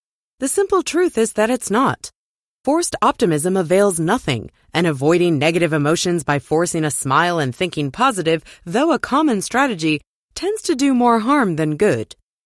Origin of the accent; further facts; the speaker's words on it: Johannesburg, Gauteng, South Africa; now in New York, United States; I grew up in Johannesburg, but I currently live in New York.